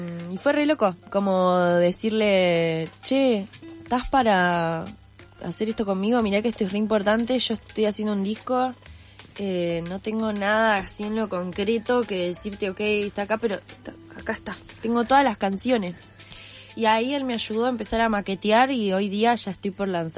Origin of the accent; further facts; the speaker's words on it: Necochea, Buenos Aires Province, Argentina; Cuando digo soy de Necochea, ¡ah!